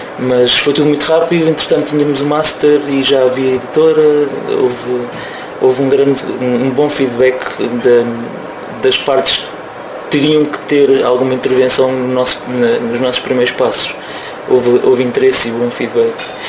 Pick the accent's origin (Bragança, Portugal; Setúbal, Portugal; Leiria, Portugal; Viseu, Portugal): Leiria, Portugal; Marinha Grande; eu sou da Marinha Grande e algumas pessoas são de Leiria dentro da banda